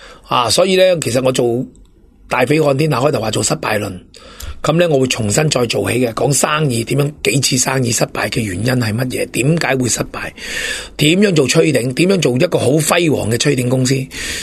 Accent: Hong Kong; 係我哋香港人向钱看，短视，冇做好自己嘅基本。

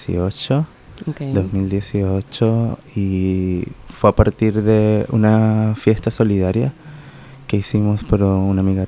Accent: Margarita Island, Nueva Esparta, Venezuela; Paraguachoa.

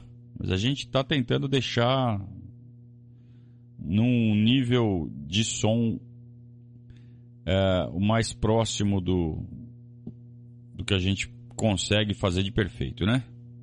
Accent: Sorocaba, São Paulo, Brazil; Jardim Celisa Maria, lá em Sorocaba, minha terra.

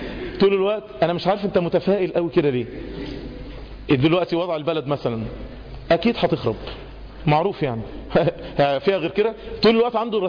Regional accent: Egypt; خدوا بالكوا احنا كمصريين، احنا كمصريين يشيع جدا عشان احنا شعوب شرقية

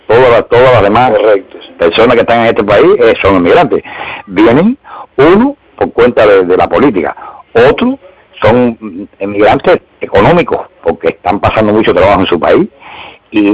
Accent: Bauta, Artemisa, Cuba; yo soy de Bauta

